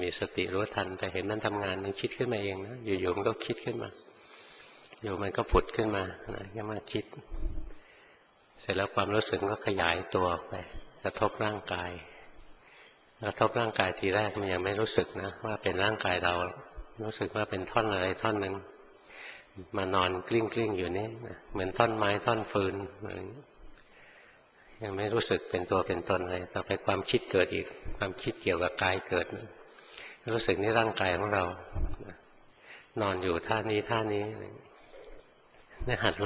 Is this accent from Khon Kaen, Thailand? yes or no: no; Bangkok, Thailand; born or raised there